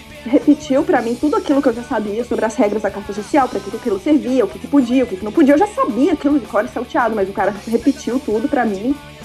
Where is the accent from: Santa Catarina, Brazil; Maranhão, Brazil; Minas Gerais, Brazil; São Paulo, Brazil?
Minas Gerais, Brazil; Divinópolis; eu sou natural de Divinópolis, que é interior de Minas, certo, perto de BH